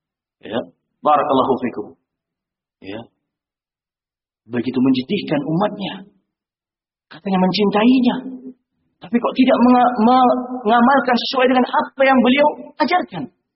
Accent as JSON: {"language": "Indonesian", "region": "Aceh", "country": "Indonesia", "tie": "born or raised there", "said": "Itu kalau di kampung saya di Aceh, tengku enggak boleh taklid."}